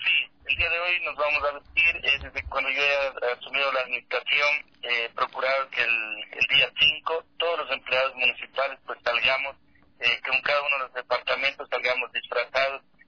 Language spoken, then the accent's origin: Spanish; Ecuador; Es decir, que debemos conocer primero lo nuestro para decir somos ecuatorianos orgullosamente.